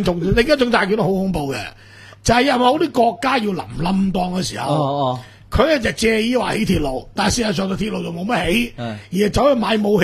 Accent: Hong Kong; 佢加個和字，即係表示我哋香港人。

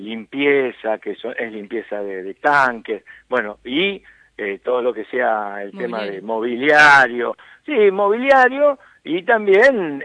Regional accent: Cuartel V, Buenos Aires Province, Argentina; Yo soy de Cuartel Quinto

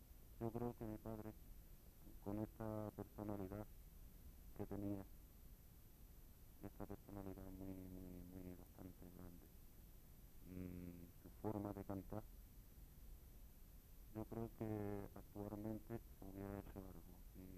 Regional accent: Jerez de la Frontera, Andalusia, Spain; Yo creo que yo soy de Jerez. Yo me. Esto de nacer en el barrio La Plata y bautizado en Santiago y criado en San Telmo

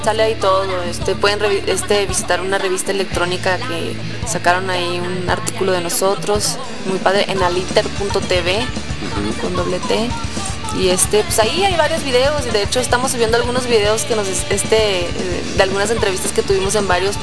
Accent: northern Mexico, Mexico; todos somos norteños

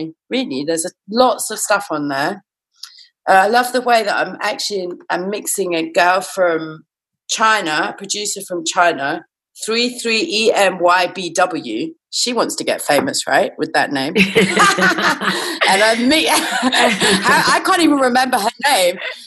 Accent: London, United Kingdom; And I come from London, man.

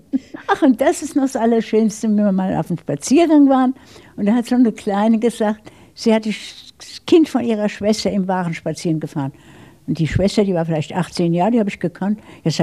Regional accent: Darmstadt, Hesse, Germany; ich bin dann in Bessungen groß geworden, in dem Dorf gewissermaßen, nicht? Da hat mein Vater gebaut.

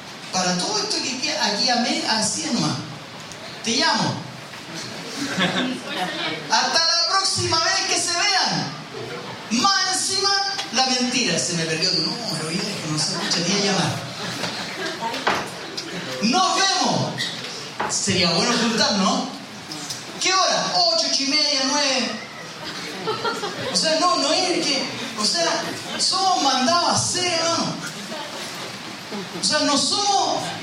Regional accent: Chile; Porque somos mentirosos como chilenos, ¿no?

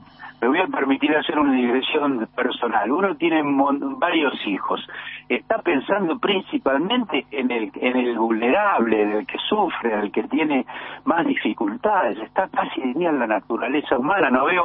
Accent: Buenos Aires, Argentina; Nosotros somos, muchos de nosotros, mi caso por lo menos, como muchos de los que escuchan tu programa, somos porteños.

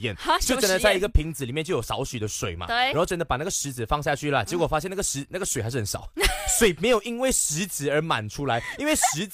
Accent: Malaysia; 我们身为马来西亚人，我们要知道哦

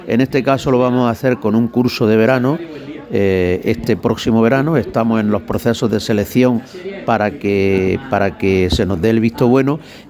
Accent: Andalusia, Spain; Yo soy almeriense, yo soy de la comarca del Poniente almeriense.

